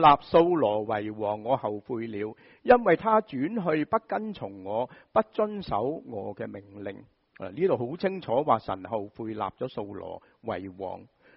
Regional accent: Shanghai, China; 我哋上海人就会讲乜嘢啊

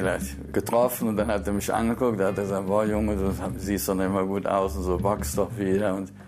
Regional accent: North Rhine-Westphalia, Germany; Ich bin als Kind so groß geworden im Ruhrgebiet und da war auf der Straße war ich schon eine Macht

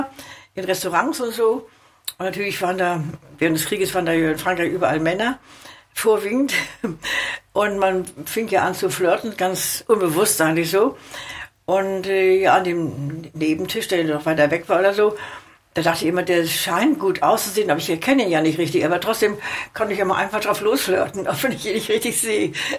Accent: Rügenwalde, West Pomeranian Voivodeship, Poland; Ich komme aus Pommern. Aus Hinterpommern, bin ich sehr stolz drauf. Jawohl, ich bin eine Pomeranze. Und zwar da oben, mein Ort heißt Rügenwalder Teewurst, sagt ihr vielleicht was.

